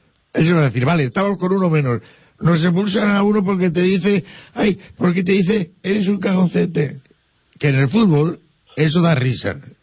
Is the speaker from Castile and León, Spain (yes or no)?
no; Madrid, Community of Madrid, Spain; Se lo digo porque yo me crié en Madrid y tuve esa desgracia.